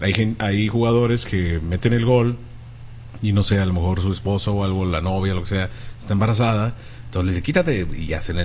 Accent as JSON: {"language": "Spanish", "town": "Anaheim", "region": "California", "country": "United States", "said": "De Anaheim. Soy de Anaheim."}